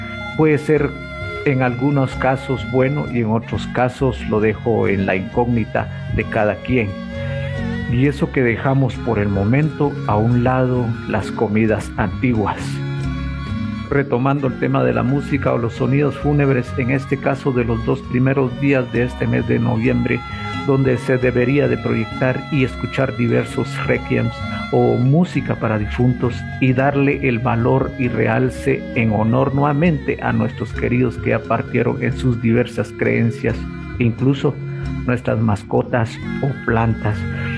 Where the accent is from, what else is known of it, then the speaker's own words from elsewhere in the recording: San Miguel Chicaj, Baja Verapaz, Guatemala; el tañer o repique de las campanas, esencialmente de mi pueblo, San Miguel Chicaj